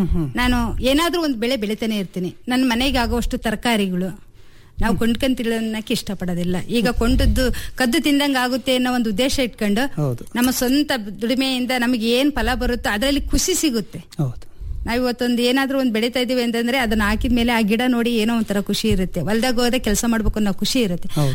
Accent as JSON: {"language": "Kannada", "town": "Bhimanere", "region": "Karnataka", "country": "India", "tie": "born or raised there", "said": "ನಂದು ದಾವಣಗೆರೆ ಜಿಲ್ಲೆ ಹಿರೇಕೋಗ್ಲೂರ್ ಹತ್ರ ಒಂದು ಭೀಮನೆರೆ ಅಂತ ಹೇಳಿ ಒಂದು ಗ್ರಾಮ. ಹಳ್ಳಿಯಲ್ಲಿ ಹುಟ್ಟಿದ್ದು, ಹಳ್ಳಿಯಲ್ಲೇ ಬೆಳೆದಿದ್ದು."}